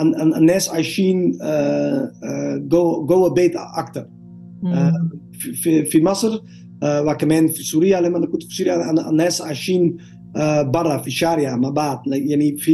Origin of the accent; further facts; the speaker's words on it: Netherlands; Arabic is a second language; now in Egypt; انا دلوقتي من هولندا، انا بعمل كذا كذا هنا في مصر.